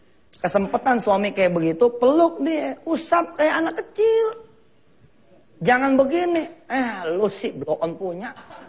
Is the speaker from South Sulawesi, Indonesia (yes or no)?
no; Jakarta, Indonesia; Takziman nih kalau kita orang Betawi punya nih